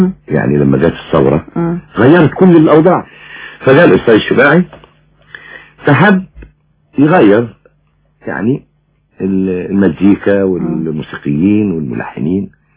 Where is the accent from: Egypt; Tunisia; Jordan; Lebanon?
Egypt; انا من مصر. يعني انا يعني من مصر